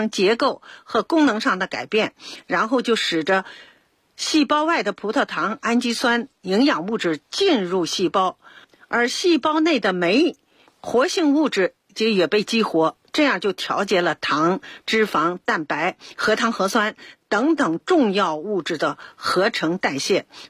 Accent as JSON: {"language": "Chinese", "country": "China", "said": "所以自古到现在呢我们中国人特别偏好灵芝"}